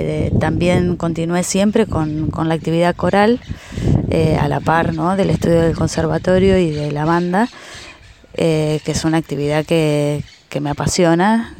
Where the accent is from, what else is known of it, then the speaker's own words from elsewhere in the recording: Lincoln, Buenos Aires Province, Argentina; de Lincoln, profe de música